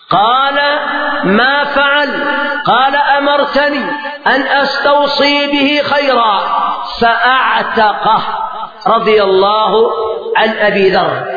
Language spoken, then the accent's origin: Arabic; Yemen; يعني مثلا عندنا في اليمن أناس